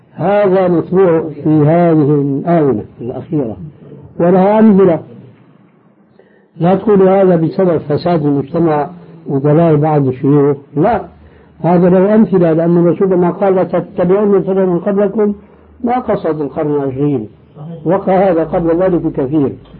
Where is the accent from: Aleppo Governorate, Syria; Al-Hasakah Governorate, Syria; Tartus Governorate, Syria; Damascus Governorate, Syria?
Damascus Governorate, Syria; Damascus; وبعض المشايخ عندنا في دمشق الشام